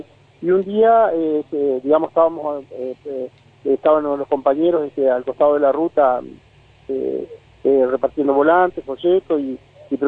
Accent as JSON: {"language": "Spanish", "town": "Concepción del Uruguay", "region": "Entre Ríos", "country": "Argentina", "said": "yo soy de Concepción del Uruguay, que está"}